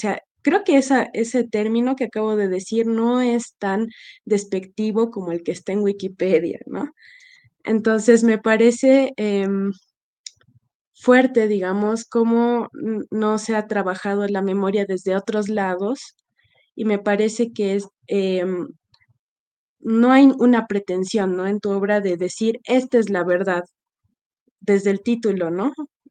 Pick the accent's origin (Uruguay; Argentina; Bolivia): Bolivia; Todo el lado de mi familia, de mi papá, es de Perú. Yo soy de Bolivia